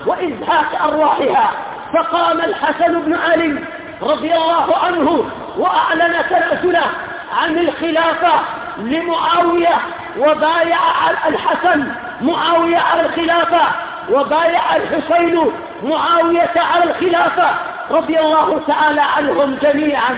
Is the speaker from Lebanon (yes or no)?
no; Yemen; وليس أظهر عندنا في اليمن